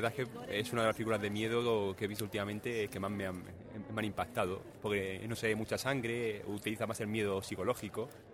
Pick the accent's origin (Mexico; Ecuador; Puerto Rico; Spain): Spain; Badalona, Catalonia; De Badalona.